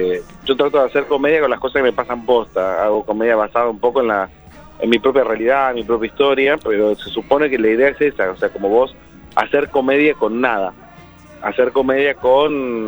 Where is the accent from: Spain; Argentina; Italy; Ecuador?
Argentina; Buenos Aires; no hay club en Coghlan. Pero soy de Coghlan.